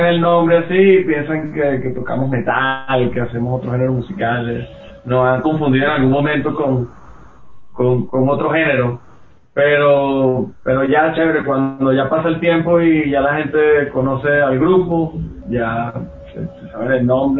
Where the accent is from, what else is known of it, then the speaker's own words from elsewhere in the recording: Maracay, Aragua, Venezuela; now in Ecuador; somos de Maracay, Venezuela. Siempre se confunden y nos dicen de Maracaibo, pero son ciudades diferentes. Maracaibo es frontera con Colombia y ya Maracay es centro norte del país, muy cerca del Mar Caribe.